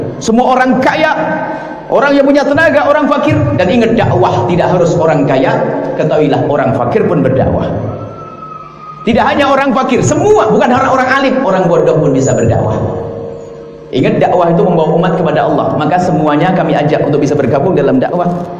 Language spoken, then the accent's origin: Indonesian; Cirebon, West Java, Indonesia; Saya dari Cirebon ke Singkawang.